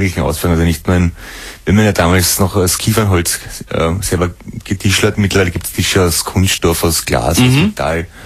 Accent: Mödling, Lower Austria, Austria; Ja, ich komme eigentlich aus der Gegend von Mödling.

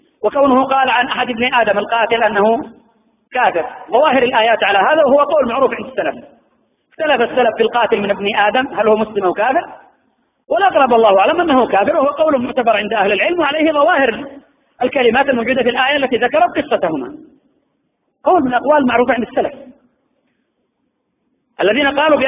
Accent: Yemen; وأنا والله أعجب من المشايخ عندنا في اليمن

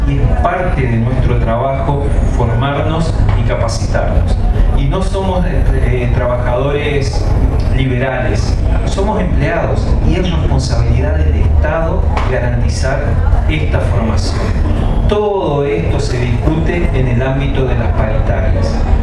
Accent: Chaco, Argentina; accent: Chaco; soy del Chaco, hablo con otra tonada diferente a la de la compañera

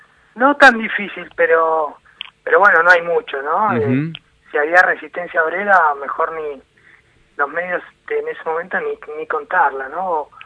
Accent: Neuquén, Argentina; born there; mi padre se fue al sur, yo nací en Neuquén por eso

